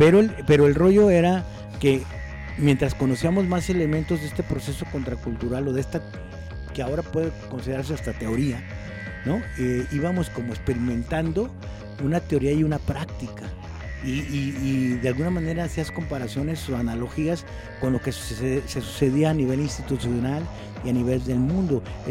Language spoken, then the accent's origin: Spanish; Guadalajara, Jalisco, Mexico; also born or lived in Nayarit; yo soy de aquí de Guanatos. Ajá. Yo inventé Guanatos Nayarit porque soy de Guanatos, pero viví en Nayarit.